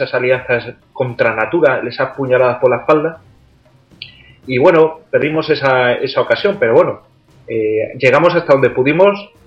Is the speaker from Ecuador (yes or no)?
no; Spain; quiénes somos los españoles